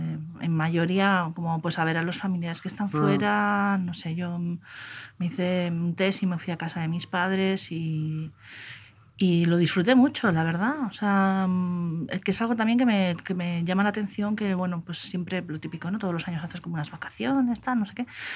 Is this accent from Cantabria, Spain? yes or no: yes; Cantabria, Spain; now in Madrid, Spain; yo soy de Cantabria, claro, ahí tengo mar. Y que es algo en lo que tampoco nunca he reparado mucho viviendo en Madrid